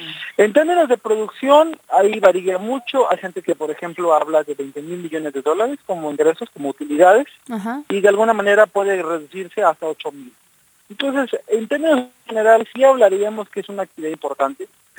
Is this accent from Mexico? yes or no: yes; Mexico; un periódico muy importante en mi país